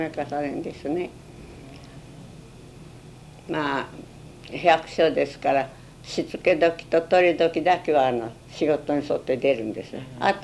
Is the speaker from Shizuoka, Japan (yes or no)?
no; Iwakuni, Yamaguchi, Japan; born there; だから私は岩国に生まれても岩国の県庁は見に行くようなことないんですよ。